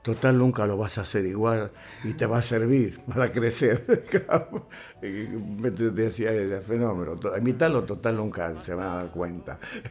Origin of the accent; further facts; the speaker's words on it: Buenos Aires, Argentina; jugué mucho al fútbol en el barrio, soy de Buedo.